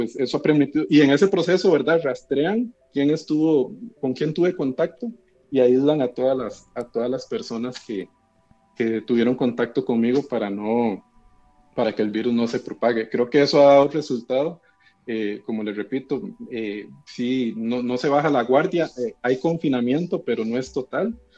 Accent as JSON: {"language": "Spanish", "region": "San José", "country": "Costa Rica", "said": "Yo soy de San José, estoy acá en la capital."}